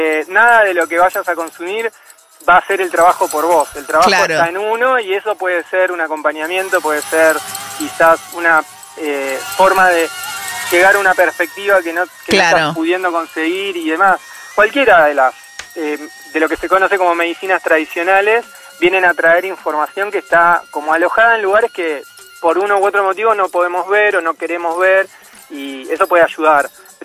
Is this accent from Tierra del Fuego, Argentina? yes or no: yes; Ushuaia, Tierra del Fuego, Argentina; now in Buenos Aires, Argentina; Me crié en Ushuaia, estuve mucho en contacto con la naturaleza, me encanta viajar, me encanta conocer gente nueva.